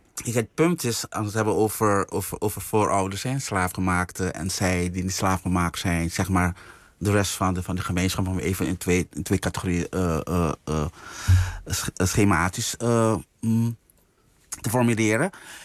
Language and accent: Dutch; Suriname; Ik kom niet uit Amerika, ik kom niet uit Brazilië, ik kom niet uit China. Maar ik kom uit Suriname.